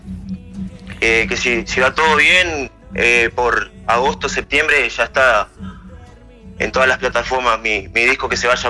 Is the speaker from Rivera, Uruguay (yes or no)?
yes; Rivera, Uruguay; Yo soy de Rivera.